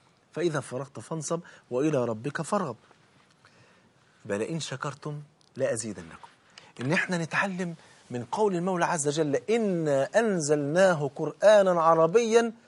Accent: Egypt; ممكن انا كرجل مصري ممكن اروح اتعلم القران على ايديه

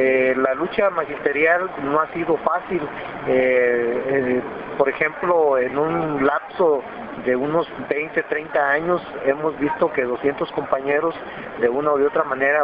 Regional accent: Mexico; para decir cuál es el sentir que tenemos todos como mexicanos

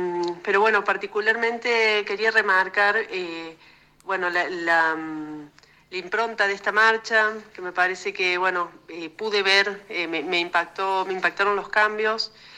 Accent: Argentina; nos interpela como argentinas, como ciudadanas, como pueblo.

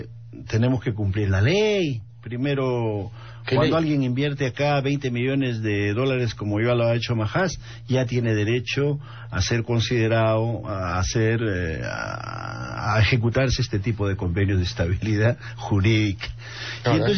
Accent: Tacna, Peru; porque yo que vengo de Tacna y ahí hay un proyecto

